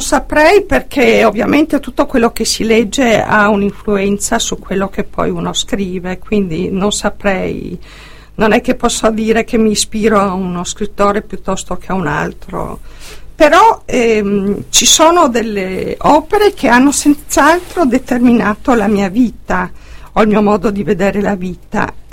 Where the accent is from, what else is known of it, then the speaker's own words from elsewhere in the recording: Trieste, Friuli-Venezia Giulia, Italy; born there; Sono nata a Trieste il 29 dicembre 1950.